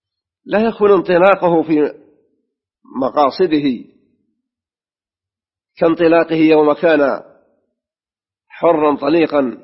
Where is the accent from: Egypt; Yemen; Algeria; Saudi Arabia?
Saudi Arabia; وفي بلادنا المملكة العربية السعودية ذات التهجد وحاضنة الحرمين